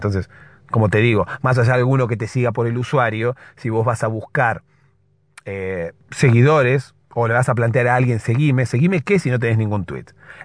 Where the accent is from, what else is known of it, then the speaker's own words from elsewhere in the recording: Argentina; Se nota que soy de Argentina.